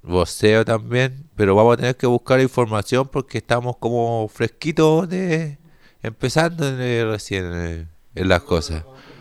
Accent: Antofagasta, Chile; Por ejemplo, yo que soy de Antofagasta

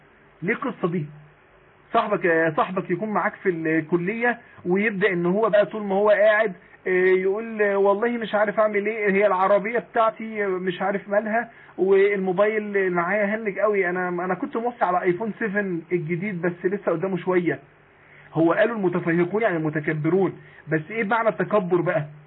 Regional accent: Mansoura, Dakahlia, Egypt; لو عندنا في المنصورة،

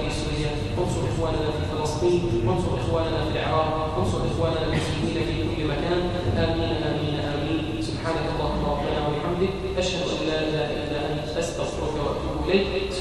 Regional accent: Egypt; اللهم اجعل بلدنا مصر امنا امانا، سخاء رخاء

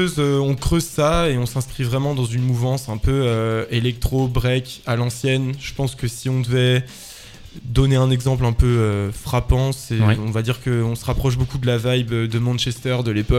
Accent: Auvergne-Rhône-Alpes, France; moi je viens de Haute-Savoie, donc j'ai commencé en fait à créer une association en Haute-Savoie

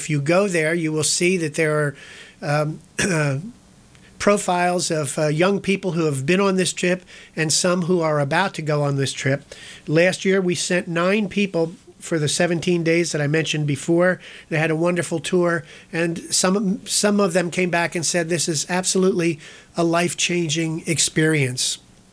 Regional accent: Ewing Township, New Jersey, United States; I was raised in Ewing Township, New Jersey.

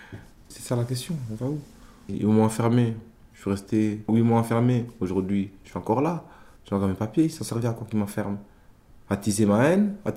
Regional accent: Belgium; j'ai ma fille en Belgique, j'ai des amis en Belgique, j'arrive ici jeune, j'ai fait mes études primaires et secondaires, et donc le seul pays que je connais le mieux, c'est la Belgique, et pour moi, je suis belge.

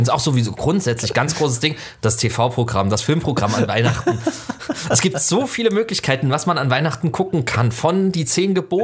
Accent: Southwest Germany, Germany; Ich bin im Südwesten groß geworden, da war die Chance höher, aber auch selbst da nicht.

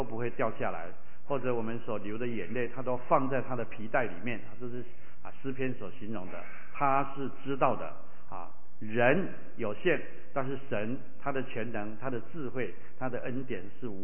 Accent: Taiwan; 他们在美国长大，我在台湾长大

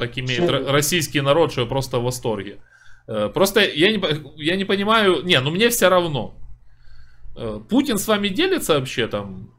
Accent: Poltava, Poltava Oblast, Ukraine; Город Полтава. Украина, если вы не в курсе.

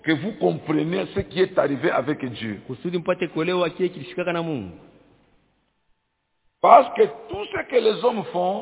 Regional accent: DR Congo; Ici chez nous au Congo

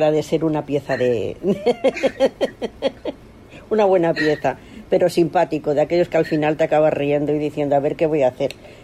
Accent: Madrid, Community of Madrid, Spain; yo soy de Carabanchel, pero no toco nada.

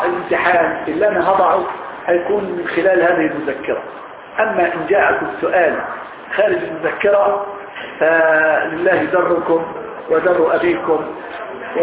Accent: Egypt; وإحنا عندنا في مصر العامية عامية المثقفين عامية راقية عامية نتكلم بها

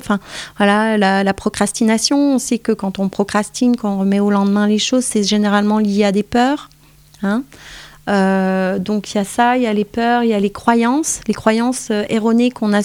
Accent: Grand Est, France; moi je suis originaire des Vosges

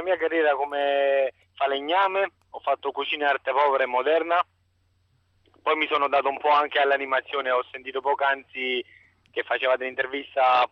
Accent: Campania, Italy; avere quella vena comica da buon napoletano che abbiamo, quella teatralità nel sangue

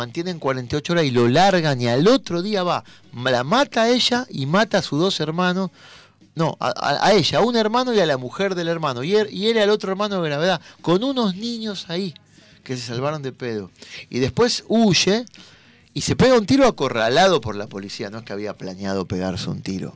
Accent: Avellaneda, Buenos Aires Province, Argentina; Nosotros que somos de Avellaneda

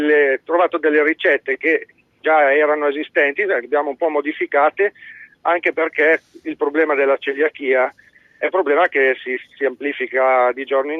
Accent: Nizza Monferrato, Piedmont, Italy; al mio paese, che è Nizza Monferrato, è piatto tipico

